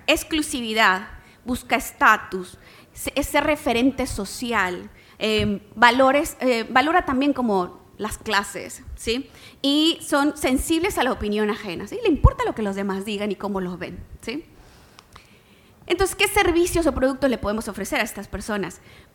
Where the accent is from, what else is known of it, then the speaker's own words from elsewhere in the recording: Mexico; Yo soy mexicana.